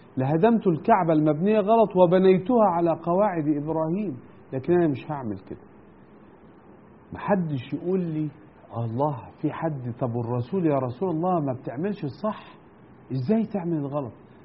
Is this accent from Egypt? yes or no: yes; Egypt; بس أنا بتكلم عشان أنا مصري